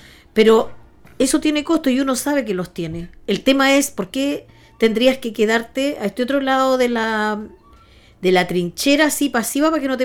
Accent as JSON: {"language": "Spanish", "town": "Concepción", "region": "Biobío", "country": "Chile", "said": "Soy de Chile. Soy chilena, soy de Concepción, de Pedro del Río."}